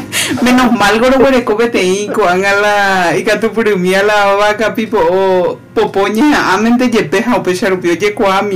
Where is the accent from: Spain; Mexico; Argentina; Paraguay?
Paraguay; pero somos unos paraguayos con muchas ganas de mostrar quiénes somos al resto del mundo.